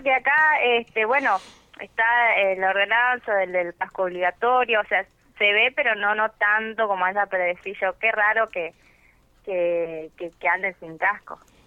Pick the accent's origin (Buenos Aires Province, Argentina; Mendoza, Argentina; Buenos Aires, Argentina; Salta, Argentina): Salta, Argentina; now in Neuquén, Argentina; yo soy nacida en Salta, soy salteña, bueno, ahora hace ya va a ser 3 años que estoy acá en Neuquén.